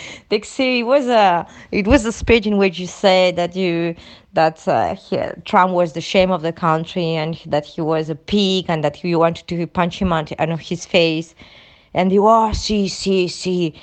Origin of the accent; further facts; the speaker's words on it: Barcelona, Catalonia, Spain; Diu, d'on ets? Dic, de Barcelona.